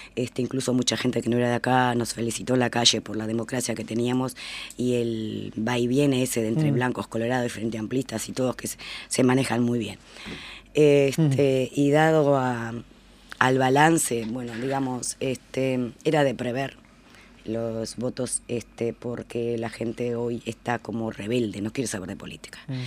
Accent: Rivera, Uruguay; now in Montevideo, Uruguay; Yo soy de Rivera.

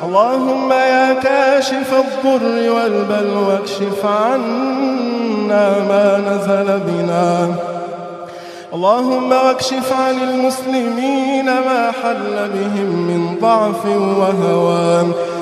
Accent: Egypt; اللهم احفظ لنا بلدنا مصر من كل سوء يا رب العالمين

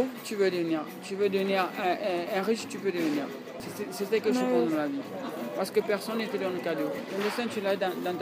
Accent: Italy; French is a second language; Les gens me traitent comme si je suis européen, je suis italien, ok. Mais moi je me sens africain.

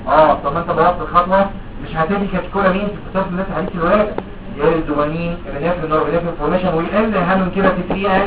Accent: Egypt; في مكتب الصحه عندنا في مصر

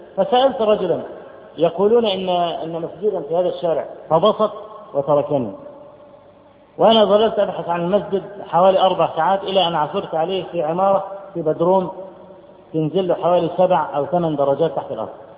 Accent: Egypt; فرجل أول ما عارف أن أنا من مصر

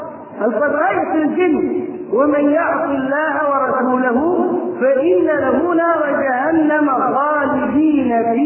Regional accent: Egypt; وبدأ ينتشر فكر التكفير في قرى مصر ومدنها وصل إلى قريتنا

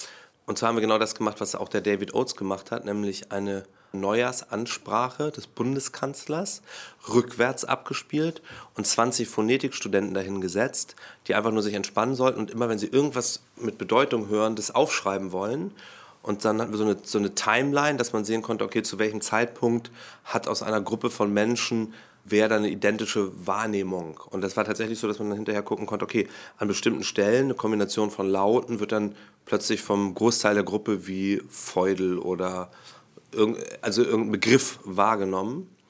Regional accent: Stockelsdorf, Schleswig-Holstein, Germany; weil ich als kleiner Junge in Stockelsdorf gelebt habe. Stockelsdorf ist ein kleiner Ort bei Lübeck.

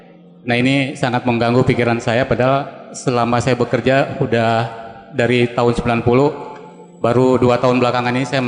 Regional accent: Bandung, West Java, Indonesia; Saya dari Bandung, kebetulan lagi dinas.

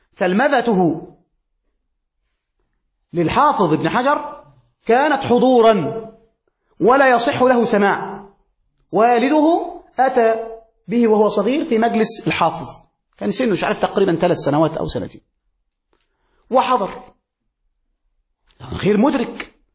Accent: Egypt; عندنا في مصر

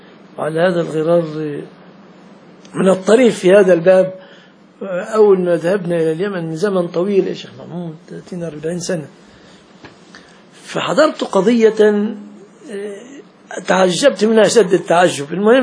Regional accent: Egypt; عندنا في مصر يقول لك مثلا اذا صدمت واحد يقول لك قضاء وقدر

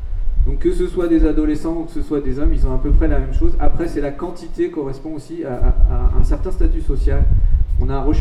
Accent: French Guiana; c'est pas toutes les groupes qu'on peut trouver chez nous en Guyane française

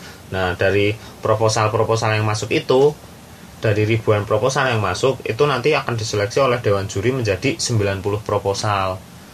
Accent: Magelang, Central Java, Indonesia; Kan kebetulan asal saya kan asli Magelang.

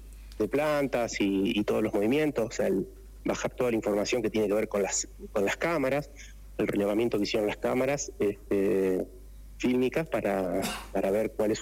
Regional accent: Santa Fe, Argentina; now in Merlo, Argentina; Yo vengo desde Santa Fe, hace 13 años estoy en Merlo. En Santa Fe fue la cuna del cooperativismo. Me crié y me eduqué dentro de lo que es la acción cooperativa.

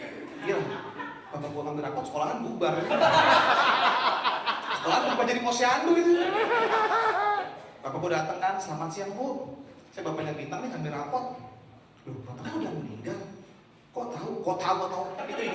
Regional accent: Bekasi, West Java, Indonesia; gue dari Bekasi

